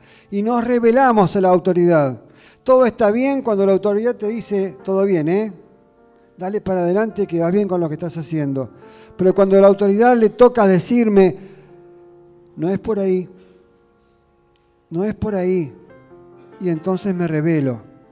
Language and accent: Spanish; Argentina; es lo que nos está pasando como argentinos.